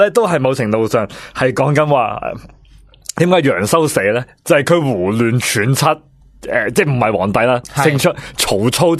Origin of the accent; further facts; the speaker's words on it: Hong Kong; 其实我哋香港人咧，